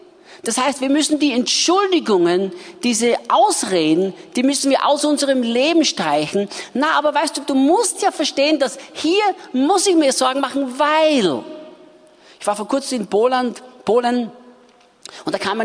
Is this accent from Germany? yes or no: no; Austria; Bei uns in Österreich sagt man das so.